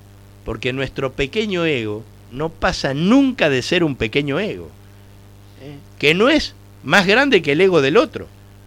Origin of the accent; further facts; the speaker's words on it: Argentina; somos competitivos los argentinos